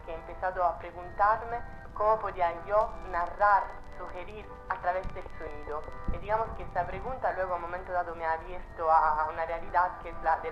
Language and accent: Spanish; Italy; first language Italian; Spanish is a second language; also born or lived in Madrid; now in Marseille, France; ahora que estoy en Marsella, muchas veces el asunto de no hablar el idioma como el italiano, que es mi idioma nativo, madre